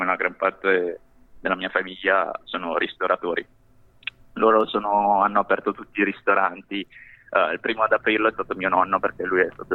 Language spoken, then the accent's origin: Italian; Milan, Lombardy, Italy; Io sono nato qui in Italia, sono cresciuto a Milano e vivo tuttora a Milano.